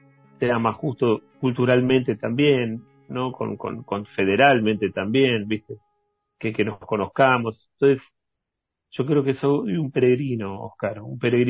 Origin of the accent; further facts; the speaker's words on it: Quilmes, Buenos Aires Province, Argentina; born there; esta ciudad donde yo nací. Entonces nací en 1976 en una ciudad que tiene el nombre de indígenas que fueron confinados.